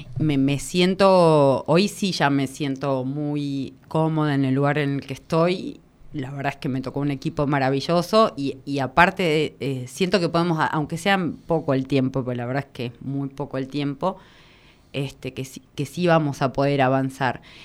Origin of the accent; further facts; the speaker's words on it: Catamarca, Argentina; me traen a Buenos Aires, todo el mundo sabe todo, y yo vengo de Catamarca